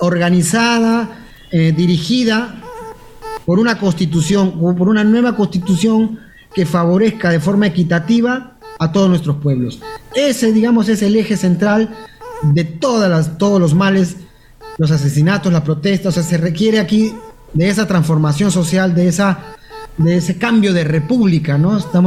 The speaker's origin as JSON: {"language": "Spanish", "country": "Peru", "said": "somos un el Perú, somos los peruanos, somos recios, somos duros"}